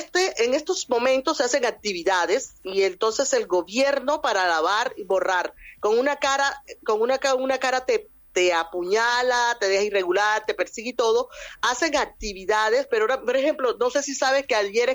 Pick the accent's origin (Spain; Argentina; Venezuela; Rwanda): Venezuela; now in Peru; el único migrante que existe ahora mismo en Perú es venezolano. Todos somos venezolanos.